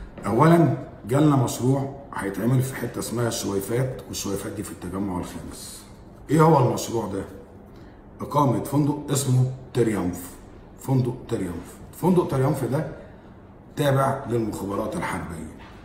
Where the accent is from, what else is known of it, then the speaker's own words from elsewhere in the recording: Egypt; لكن في الاول وفي الاخر انا مواطن مصري، من حقي ان انا اقول رايي.